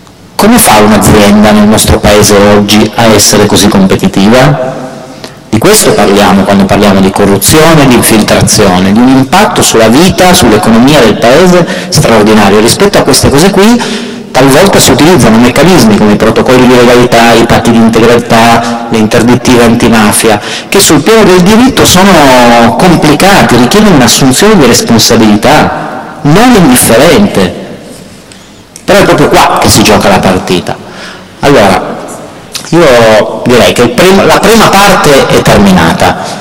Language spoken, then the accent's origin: Italian; Turin, Piedmont, Italy; io sono di Torino